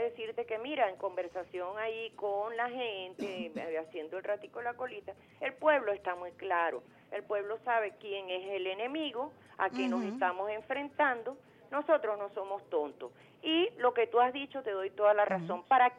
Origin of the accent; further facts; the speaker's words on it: Venezuela; como venezolana, que viva Venezuela, me siento orgullosísima de mi país